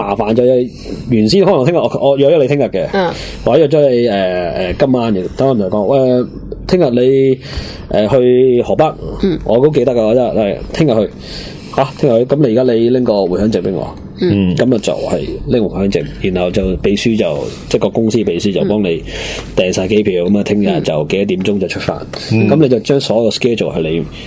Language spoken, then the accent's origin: Cantonese; Hong Kong; 即系我香港人都算香港 accountant 啦